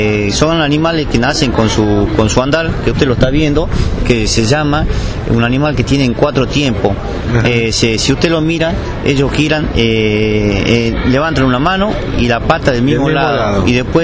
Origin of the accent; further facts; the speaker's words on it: Salta, Argentina; Nosotros en este caso venimos de Salta, que estamos a 2.000 kilómetros